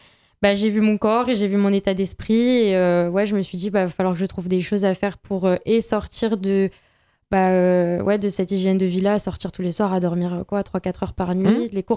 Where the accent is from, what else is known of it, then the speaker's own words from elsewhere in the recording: Nancy, Grand Est, France; j'ai 24 ans, je suis de Nancy